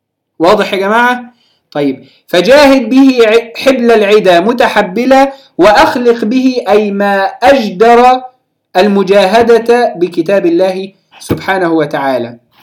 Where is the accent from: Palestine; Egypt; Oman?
Palestine; في بلادنا فلسطين نسميها